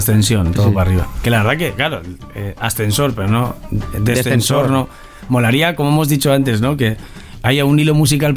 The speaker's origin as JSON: {"language": "Spanish", "region": "Castile and León", "country": "Spain", "said": "Entonces yo busco el viaje de Bilbao a Aranda, que está cerca de mi pueblo."}